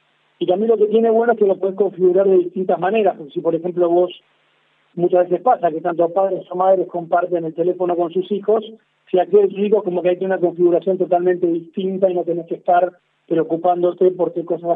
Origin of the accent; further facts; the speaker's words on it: Argentina; nosotros como argentinos que somos, sabemos que somos como un crisol de razas